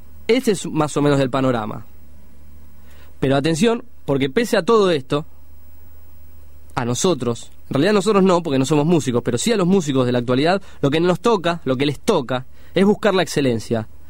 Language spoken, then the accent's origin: Spanish; Buenos Aires, Argentina; La ciudad me pega porque yo soy porteño, me gusta el tango